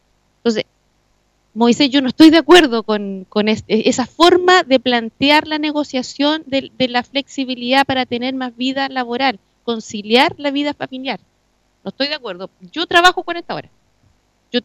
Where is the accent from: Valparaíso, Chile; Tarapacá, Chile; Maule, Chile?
Maule, Chile; Linares; Si yo no soy de Talca, yo soy de Linares y viajo todos los días al campo